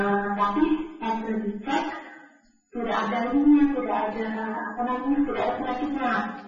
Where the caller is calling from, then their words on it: Baturaja, South Sumatra, Indonesia; Saya dari Batu Raja Palembang